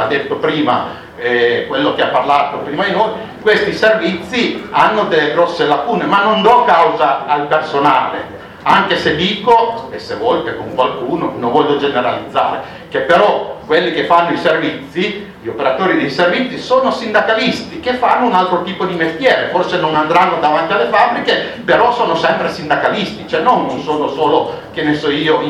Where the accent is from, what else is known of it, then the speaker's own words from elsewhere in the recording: Cuneo, Piedmont, Italy; Io vengo da Cuneo, dalla provincia di Cuneo